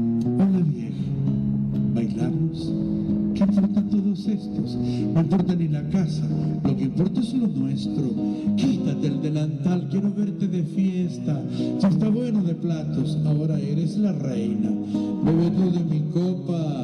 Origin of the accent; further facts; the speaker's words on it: Temuco, Araucanía, Chile; Además que somos de Temuco